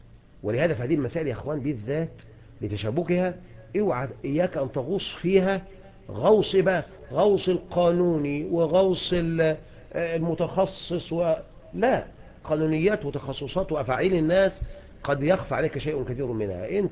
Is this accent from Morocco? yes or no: no; Egypt; هنا احنا في مصر لا يتعلق شيء اذن بذلك